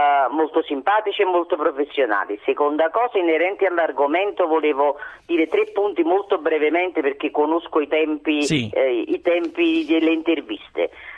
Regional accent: Naples, Campania, Italy; io da buona partenopea e donna

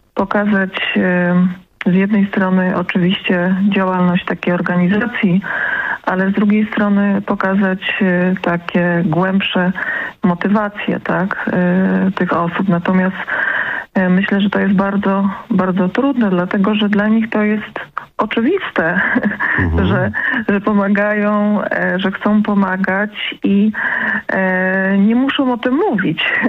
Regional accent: Lesser Poland, Poland; Ponieważ jestem z tego regionu i kocham swój region, jestem, można powiedzieć, patriotką lokalną, ponieważ urodziłam się w Małopolsce.

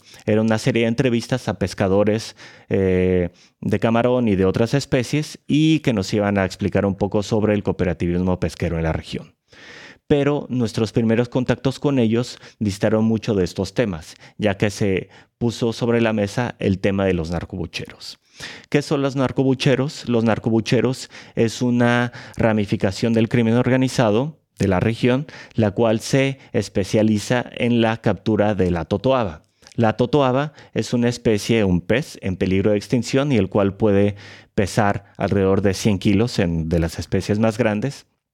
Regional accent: Tijuana, Baja California, Mexico; also born or lived in Mexico City; yo soy nacido en la Ciudad de México, pero desde muy pequeño, alrededor de los 8 años, tuve que migrar hacia Tijuana por cuestiones de trabajo, familiar, etc.

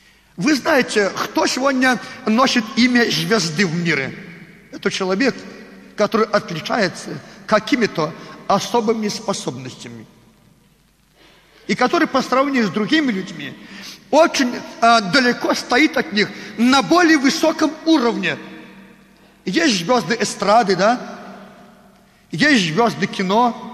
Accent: Belarus; Russian is a second language; Мы белорусы. На русском языке с акцентом говорим.

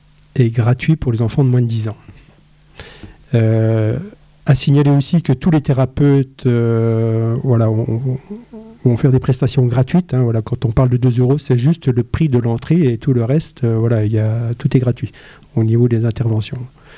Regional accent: Saint-Étienne, Auvergne-Rhône-Alpes, France; also born or lived in Remiremont; Et puis, en fin de compte, moi, je suis de Saint-Étienne et Remiremont, donc voilà.

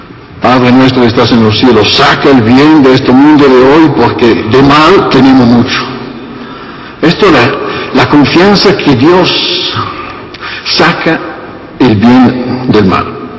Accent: Italy; Spanish is a second language; Por esto en Italia, soy italiano, se quitan los crucifijos

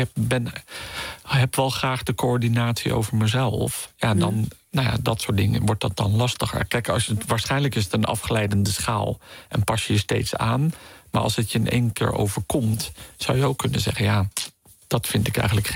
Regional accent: Netherlands; Dus je moet dan als Nederlander moeite doen om daar echt van bij hun te horen.

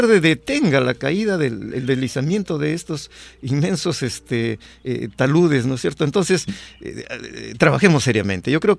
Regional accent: Peru; nosotros como peruanos, ¿no?

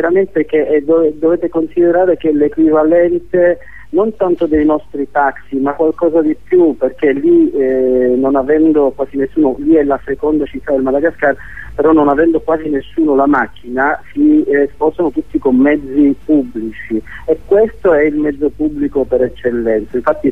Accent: Palermo, Sicily, Italy; io sono di Palermo, conosco bene di cosa parlo

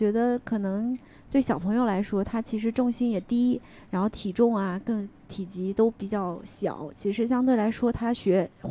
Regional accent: South China, China; 我也是，我是个南方人，我更是。

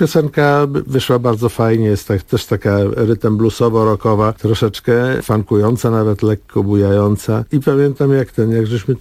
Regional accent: Mława, Masovian Voivodeship, Poland; taka sentymentalna podróż w ogóle w krainę dzieciństwa, dojrzewania, dorastania w moich rodzinnych stronach, czyli w Mławie.

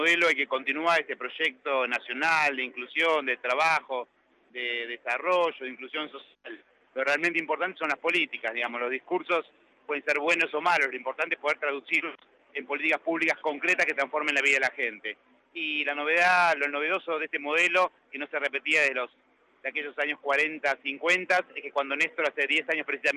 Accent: Argentina; creo que como tantos argentinos en ese momento

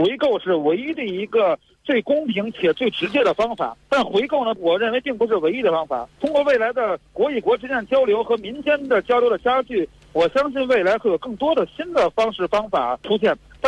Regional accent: China; 圆明园三个字对于我们中国人来说，或者所有华人呢，它有特殊的意义

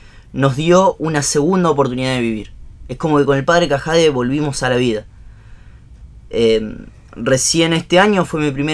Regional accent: Ensenada, Buenos Aires Province, Argentina; also born or lived in La Plata; yo soy de Catela. O sea, nacido en La Plata, pero me crié en Catela. Catela, Ensenada, ¿no? Uno de los primeros barrios de Ensenada

